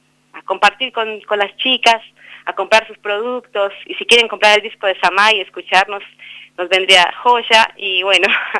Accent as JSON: {"language": "Spanish", "town": "Sibundoy", "region": "Putumayo", "country": "Colombia", "tie": "born or raised there", "moved": "yes", "lives_now": "El Bolsón, Argentina", "said": "que nace en Sibundoy Putumayo, en mi terruño, y bueno, y se consolida también acá en el Bolsón"}